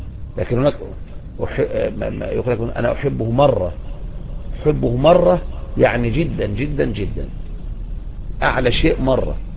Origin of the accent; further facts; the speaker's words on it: Egypt; لكن عندنا في مصر نقول بس يعني عن الكلام